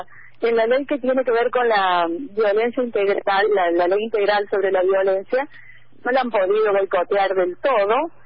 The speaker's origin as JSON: {"language": "Spanish", "region": "Córdoba", "country": "Argentina", "also_born_or_lived": "Paraguay", "said": "Yo digo que soy cordoguaya."}